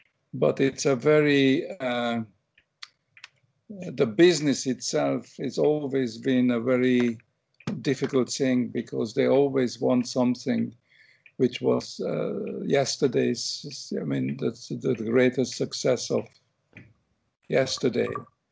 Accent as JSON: {"language": "English", "region": "England", "country": "United Kingdom", "tie": "born or raised there", "also_born_or_lived": "Hungary", "moved": "as an adult", "lives_now": "United States", "said": "But I love England, and I grew up in England, you know, having escaped from Hungary in 1956, and England really become my home, my real adopted country. And then I left it, you know, around 1980, you know, when I came to America"}